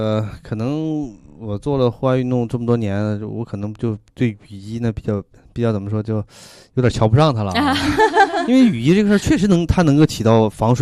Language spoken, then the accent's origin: Chinese; China; 我们中国人的古人的智慧什么这个蓑衣和斗笠啊